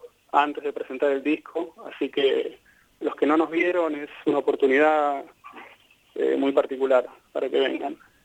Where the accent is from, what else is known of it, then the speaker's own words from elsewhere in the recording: Buenos Aires, Argentina; Yo soy de Buenos Aires, soy pampeano por adopción y griego por osmosis